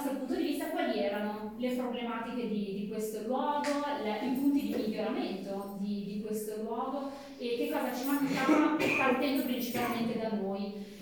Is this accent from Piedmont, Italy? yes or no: yes; Biella, Piedmont, Italy; now in Pavia, Italy; in cui mia mamma era di origine calabrese. Il papà è friulano, io sono nata e cresciuta a Bielle, in Piemonte, e per lavoro negli anni successivi mi sono spostata a vivere in Lombardia, prima a Milano, poi a Pavia.